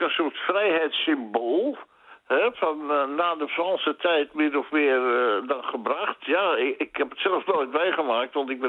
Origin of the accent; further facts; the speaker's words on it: Amsterdam, North Holland, Netherlands; Tenminste, dat was in mijn tijd toen ik nog Amsterdammer was. Want ik ben zelf ook Amsterdammer